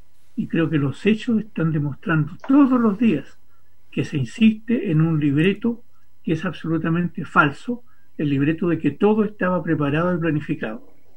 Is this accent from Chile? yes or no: yes; Chile; en nuestro país, que somos los chilenos?